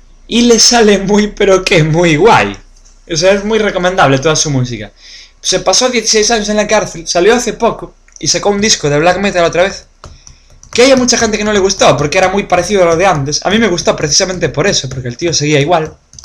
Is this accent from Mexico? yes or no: no; Spain; Y yo me acuerdo de verlo de pequeño en la tele en España, el juicio más mediático de la historia de Noruega.